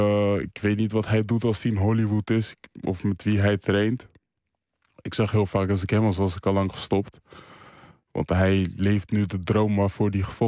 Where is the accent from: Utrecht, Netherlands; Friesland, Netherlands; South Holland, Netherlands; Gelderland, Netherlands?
Utrecht, Netherlands; Amersfoort; in Amersfoort, waar ik vandaan kom